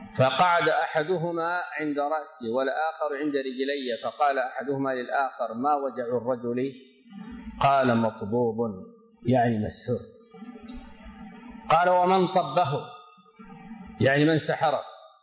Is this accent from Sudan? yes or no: yes; Sudan; عندنا في السودان أعرف أشخاصا بأسمائهم أصيبوا بالسحر